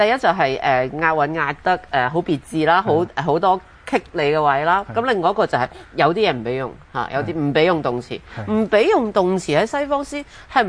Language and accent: Cantonese; Hong Kong; 因為即係我哋香港人咧就即係寫嘅係書面語啦，跟住但口講嘅粵語